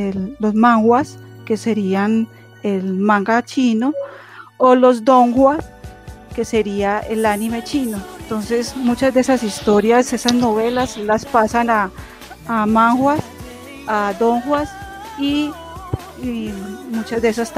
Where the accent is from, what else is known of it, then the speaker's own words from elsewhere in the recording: Colombia; yo soy de Colombia.